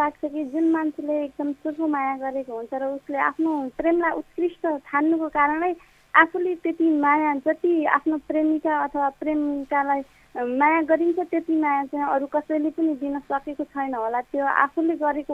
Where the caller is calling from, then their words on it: Rampur, Lumbini Province, Nepal; म पाल्पा रामपुरदेखि